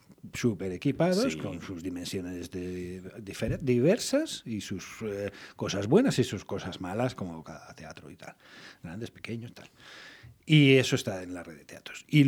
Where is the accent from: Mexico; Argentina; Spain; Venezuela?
Spain; Vitoria-Gasteiz, Basque Country; como somos vitorianos y de Álava, tenemos que demostrar que hablamos bien en euskera.